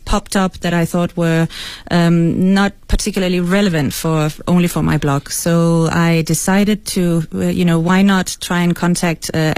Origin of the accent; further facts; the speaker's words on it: Denmark; first language Danish; English is a second language; because I'm not an English native speaker, as you can probably hear, I also I wanted to try and write something in Danish, my mother tongue